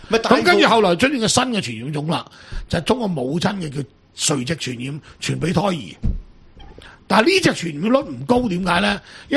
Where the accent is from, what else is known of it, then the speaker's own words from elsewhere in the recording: Macau; 我哋澳門人好多都中意娶波蘭東歐